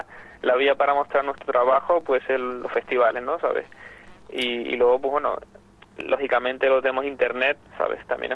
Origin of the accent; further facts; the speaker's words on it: Canary Islands, Spain; Pues la verdad que era una deuda pendiente que tenía con mi tierra.